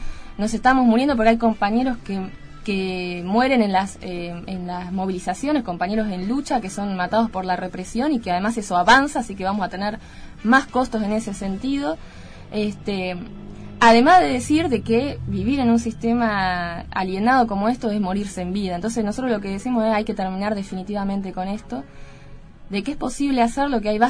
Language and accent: Spanish; Argentina; propio de la historia que tenemos como argentinos